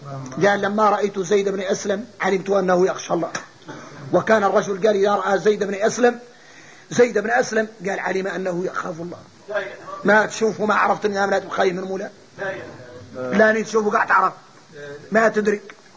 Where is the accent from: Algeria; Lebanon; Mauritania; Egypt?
Mauritania; يا اخوتي ذا شو احنا موريتاني ما مضيعنا الجهل